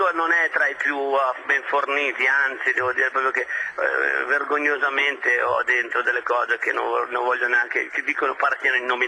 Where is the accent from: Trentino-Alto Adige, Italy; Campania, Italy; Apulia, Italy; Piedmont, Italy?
Piedmont, Italy; vengo da Piemonte, mi piace il Barbera